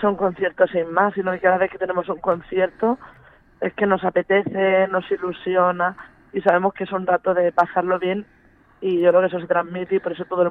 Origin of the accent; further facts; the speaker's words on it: Portmán, Region of Murcia, Spain; éramos todos de la zona de Cartagena, La Unión, Portmán. Y Portmán es mi pueblo familiar, todas mis raíces vienen de ahí.